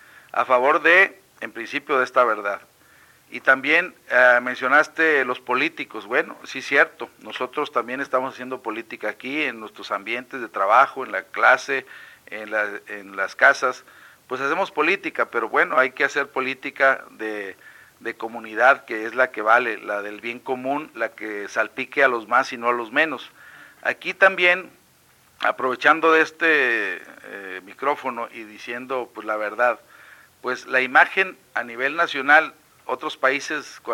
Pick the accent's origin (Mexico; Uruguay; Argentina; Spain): Mexico; no somos los mexicanos, son los que nos dizque gobiernan